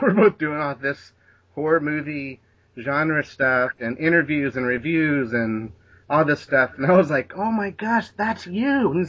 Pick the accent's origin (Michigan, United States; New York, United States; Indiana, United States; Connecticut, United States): Indiana, United States; Indianapolis; also born or lived in Los Angeles; I grew up here in Indianapolis, in a small town. And I moved out to L.A.